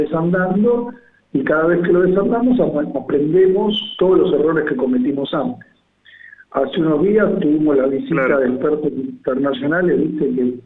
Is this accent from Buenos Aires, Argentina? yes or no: yes; Buenos Aires, Argentina; digo del lado este porque soy porteño